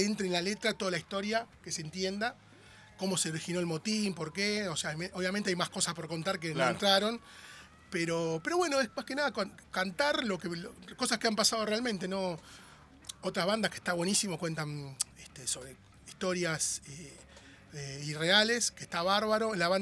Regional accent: José León Suárez, Buenos Aires Province, Argentina; Yo soy de José Lón Suárez.

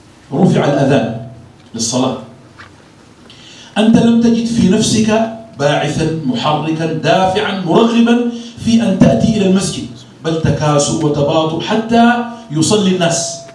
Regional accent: Sudan; يعني خاصة عندنا في السودان

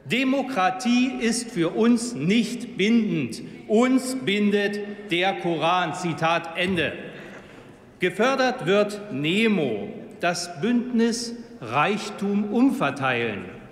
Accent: Celle, Lower Saxony, Germany; meiner Heimatstadt Celle

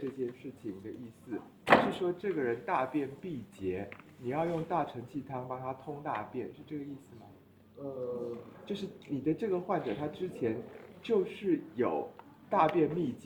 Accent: Taiwan; 因为我们台湾人啊，得阳明病的比例非常偏低，就是我们台湾人都是就是比较虚寒一点啊

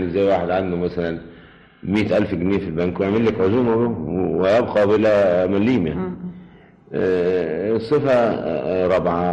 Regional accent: Sharqia Governorate, Egypt; also born or lived in Cairo; يعني أنا ولدت في القرية فعلا، قريتنا في محافظة الشرقية، إنما كل السنوات اللي قضيتها في القرية لغاية سنة 8 سنين

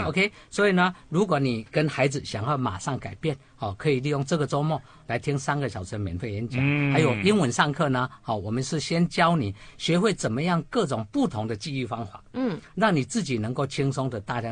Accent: Taiwan; 所以基本上我们台湾人真的很合作。

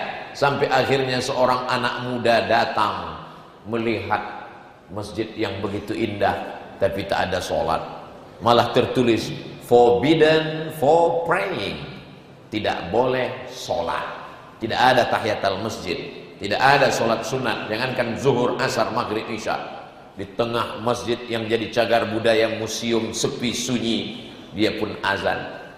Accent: North Sumatra, Indonesia; Di airport pakai baleho, jangan rusak Sumatera Utara. Padahal kampung saya.

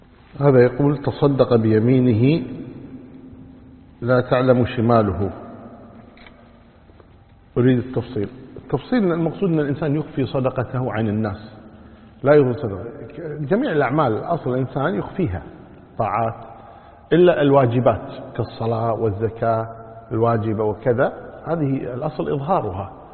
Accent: Kuwait; أما إذا كان المطار وسط البلدة مثل عندنا في الكويت مثلا، المطار في وسط البلد

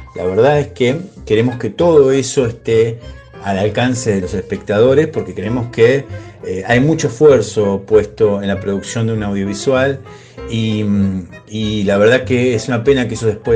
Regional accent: Moreno, Buenos Aires Province, Argentina; como nosotros somos del oeste, de Moreno, de Merlo

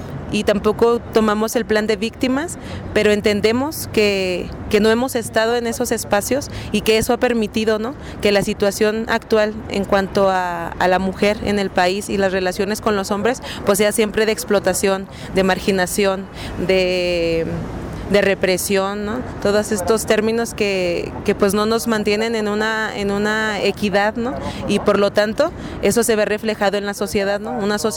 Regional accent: Ciudad Juárez, Chihuahua, Mexico; Uy, pues qué puedo decir, si vengo de Ciudad Juárez, ¿no?

